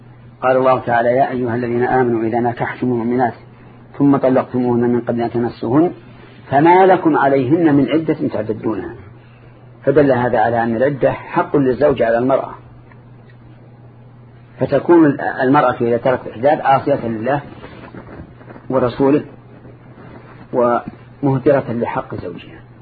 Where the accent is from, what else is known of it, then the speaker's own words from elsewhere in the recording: Saudi Arabia; لكن عندنا في السعودية